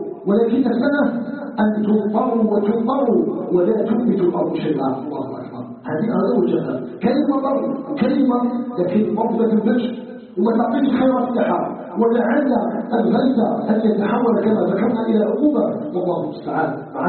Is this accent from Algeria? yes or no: yes; Algeria; نسألك جل وعلا أن يجعل بلدنا الجزائر بلدا آمنا مطمئنا